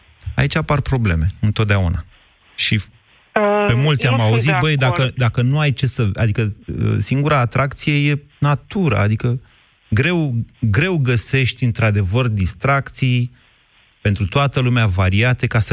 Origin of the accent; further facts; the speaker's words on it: Drobeta-Turnu Severin, Mehedinți County, Romania; Deci noi severinenii, cei care venim din cel mai, cum să zic eu, de la cea mai dulce climă a României, că acolo nici iarna nu e foarte frig, nici vara nu e foarte cald